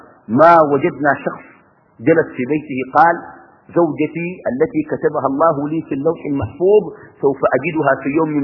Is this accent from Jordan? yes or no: no; Sudan; now in Qatar; كتب الله قبل خلق السماوات والأرض أني في قطر وأنا من السودان في القاعة